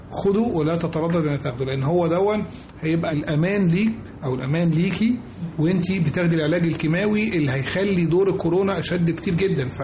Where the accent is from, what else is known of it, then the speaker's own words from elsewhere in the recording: Egypt; مش إحنا كمصريين بس، لا إحنا في العالم كله